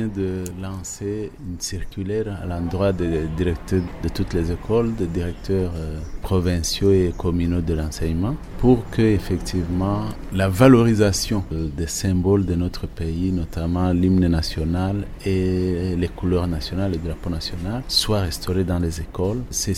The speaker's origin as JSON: {"language": "French", "country": "Burundi", "said": "oui, nous sommes Burundais, mais nous sommes également membres d'une communauté."}